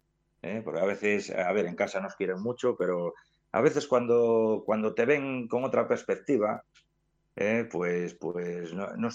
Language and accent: Spanish; Ponferrada, Castile and León, Spain; Nos queda un poco lejos y tal